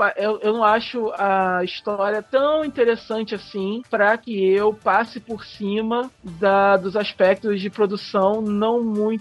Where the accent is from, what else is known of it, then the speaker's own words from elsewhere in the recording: Brazil; Eu gostei muito de Sailor Moon quando eu assisti a primeira vez, quando eu era pequeno, passando na Manchete. Eu era muito fã, assim como todo outro brasileiro, né?